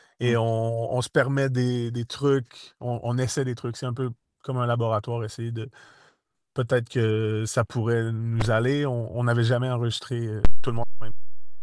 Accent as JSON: {"language": "French", "region": "Quebec", "country": "Canada", "said": "vous êtes conscient qu'on vient du Québec, donc il y a quand même un 6 000 km"}